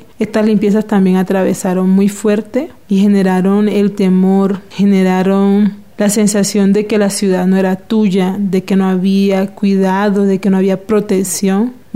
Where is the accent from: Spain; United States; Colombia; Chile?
Colombia; Cartagena, Bolívar; vengo de Cartagena